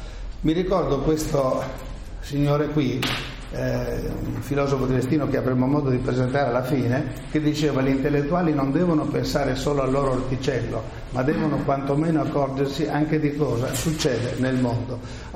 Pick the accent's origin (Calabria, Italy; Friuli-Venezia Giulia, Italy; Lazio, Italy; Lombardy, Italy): Friuli-Venezia Giulia, Italy; Trieste; Sono triestino, quindi permeato di romanticismo mitteleuropeo